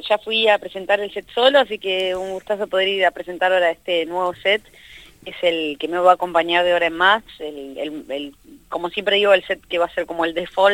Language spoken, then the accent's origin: Spanish; Santa Fe, Argentina; now in Buenos Aires, Argentina; 6 años, serán 5. En realidad, desde que me mudé por primera vez a Capital Federal, ya que yo soy de Santa Fe.